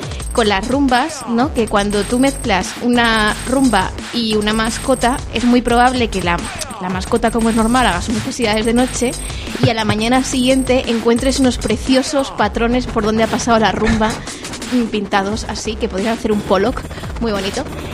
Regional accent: Madrid, Community of Madrid, Spain; Hombre, es que vengo de Lavapiés, donde con la gentrificación lo primero que tuvimos fue muchas plagas de chinches.

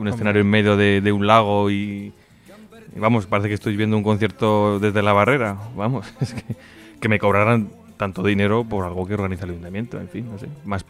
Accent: Catalonia, Spain; Pues yo soy de Costa Brava. De toda la vida, vamos.

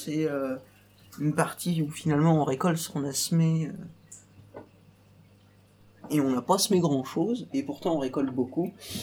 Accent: Hauts-de-France, France; Je sais qu'on est en Picardie, qu'on est même dans l'Oise. Donc on est des Isariens en plus.

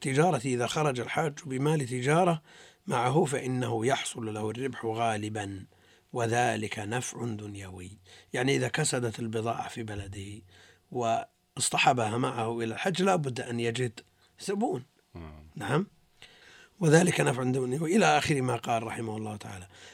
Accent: Tunisia; أنا تونسي.

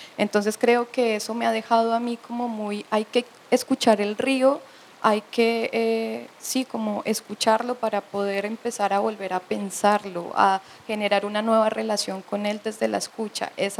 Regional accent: Norte de Santander, Colombia; A pesar de que soy de norte de Santander, esta residencia se da en el Atlántico

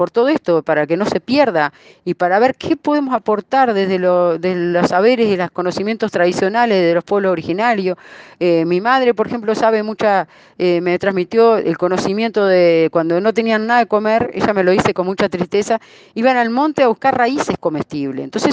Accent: Uruguay; Esta identidad que tenemos también como uruguayos

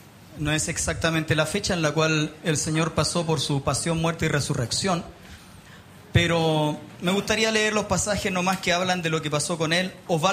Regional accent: Punta Arenas, Magallanes, Chile; born there; also born or lived in Tierra del Fuego; yo nací en Punta Arenas. y viví en Tierra del Fuego durante 3 años y medio, en la prehistoria, cuando era niño

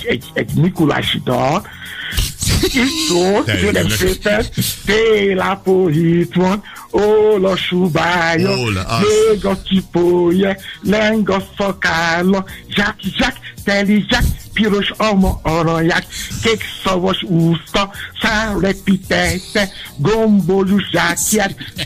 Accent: Nigeria; Hungarian is a second language; now in Hungary; Én is átéreztem, amikor gyerek voltam Nigériában, én is álltam sorba, korán reggel

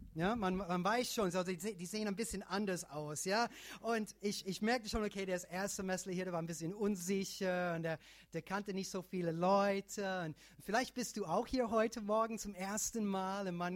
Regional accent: Michigan, United States; German is a second language; now in Germany; Amy und ich, wir kommen ursprünglich aus den Staaten und kommen aus Michigan.

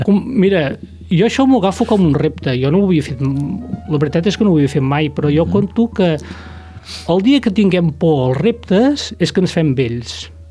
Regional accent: Sallent, Catalonia, Spain; som d'aquí de tota la vida

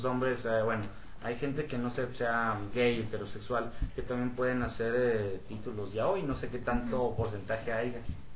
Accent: Mexico; nosotros que somos aquí de México

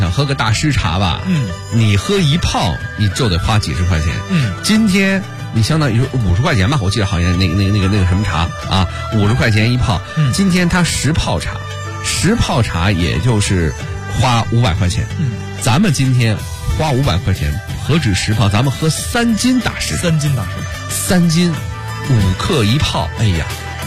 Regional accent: Beijing, China

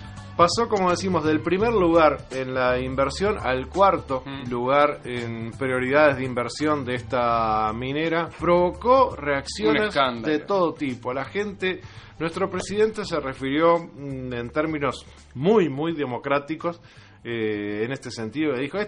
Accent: Uruguay; ¿Cómo podemos hacer nosotros como uruguayos para hacer reconsiderar a esta minera?

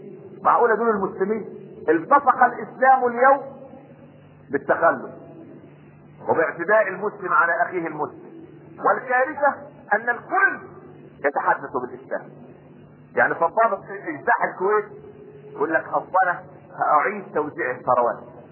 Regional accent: Egypt; واحنا كمصريين دي الفطره بتاعتنا

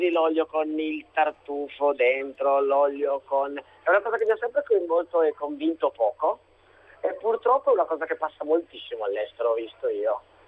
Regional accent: Piedmont, Italy; Io, che però sono piemontese, quindi i campani normalmente si offendono sempre

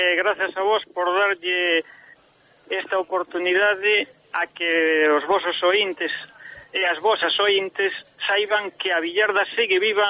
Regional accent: Sanxenxo, Galicia, Spain; eu son de Sanxenxo, en Dorrón, que é unha parroquia de Sanxenxo, chamábamoslle billarda, e en Porto Novo, que está ao lado de Sanxenxo, pateiro xa.

